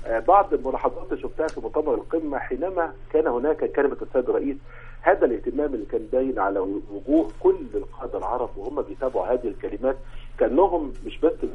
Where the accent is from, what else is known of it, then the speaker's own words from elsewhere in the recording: Egypt; إحنا عندنا في مصر مشروع قومي